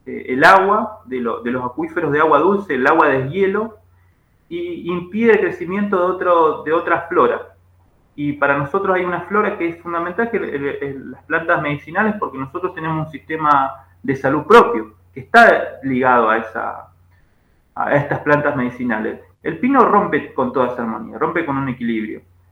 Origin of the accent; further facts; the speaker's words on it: Junín de los Andes, Neuquén, Argentina; yo me crié en Junín de los Andes, en el sur de Neuquén, cerca de San Martín de los Andes, y toda la vida miré con ojo de impresión el bosque de pino